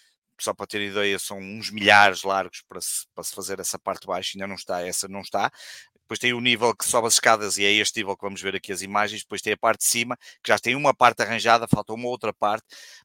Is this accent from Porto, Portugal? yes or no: yes; Vila Nova de Gaia, Porto, Portugal; que eu sou de Gaia, mas da cidade do Porto, onde trabalho e onde estudei